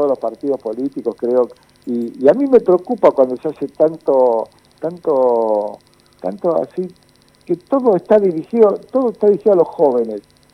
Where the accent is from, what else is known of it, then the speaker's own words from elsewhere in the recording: Argentina; soy argentino trabajador y peronista